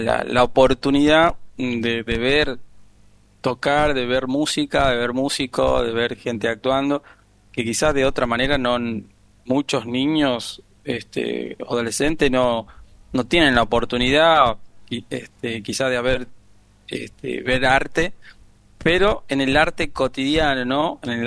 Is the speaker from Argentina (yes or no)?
yes; Argentina; somos argentinos, pero por lo menos en Tucumán, que ahí llegaron mucho los árabes, hay mucha danza árabe